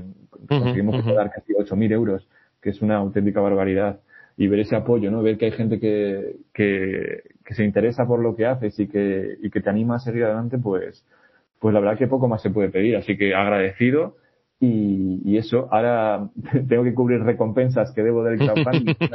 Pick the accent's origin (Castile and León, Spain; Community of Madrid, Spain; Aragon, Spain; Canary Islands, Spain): Castile and León, Spain; Quintana de Valdivielso; la Junta Vecinal de Quintana de Valdivielso, que es mi pueblo